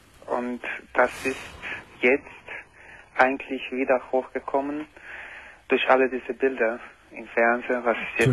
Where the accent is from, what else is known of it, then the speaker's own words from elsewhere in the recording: Croatia; Ich komme aus Kroatien, Ex-Jugoslawien.